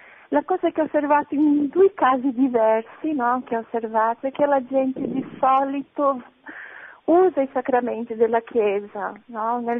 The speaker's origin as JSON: {"language": "Italian", "country": "Brazil", "second_language": "Italian", "said": "io sono brasiliana"}